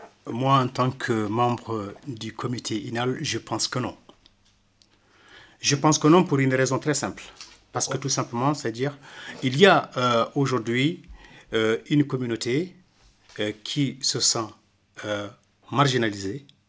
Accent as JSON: {"language": "French", "country": "Mauritania", "said": "moi, en tant que Mauritanien, négro-mauritanien, et en tant qu'ex-sous-officier de l'armée mauritanienne"}